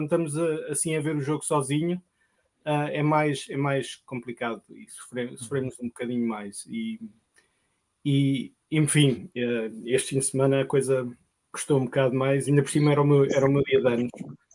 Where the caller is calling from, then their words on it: Virginia, United States; Dos Estados Unidos, perto de Washington, D.C. Estou no estado da Virgínia, mas muito pertinho.